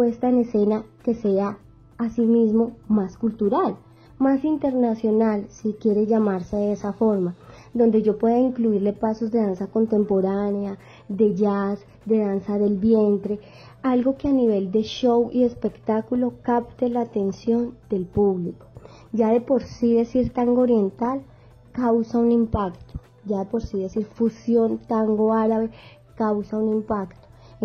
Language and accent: Spanish; Manizales, Caldas, Colombia; Yo soy de Manizales, soy criada en el Eje Cafetero